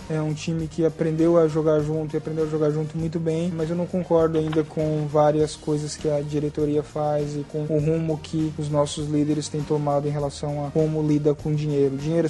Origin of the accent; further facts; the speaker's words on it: Santa Catarina, Brazil; Eu sou de Santa Catarina, o campeonato foi em Blumenau.